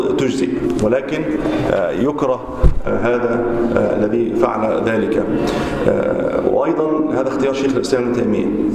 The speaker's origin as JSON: {"language": "Arabic", "country": "Egypt", "said": "ويقال أنها أول ما بدأت عندنا في مصر"}